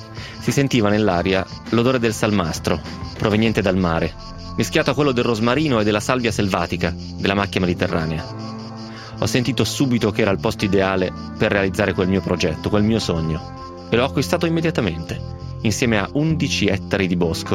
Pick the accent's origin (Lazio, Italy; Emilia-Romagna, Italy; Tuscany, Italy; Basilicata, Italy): Tuscany, Italy; Ho 56 anni, sono toscano e ho sempre inseguito un sogno